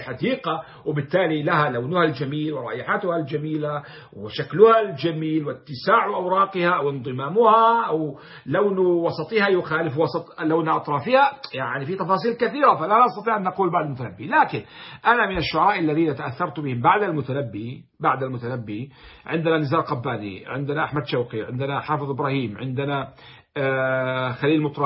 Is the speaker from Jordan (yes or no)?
yes; Jordan; أنا كأردني ربما لا أفهم النبط الذي يقوله أهل الحجاز مثلا أو أهل السعودية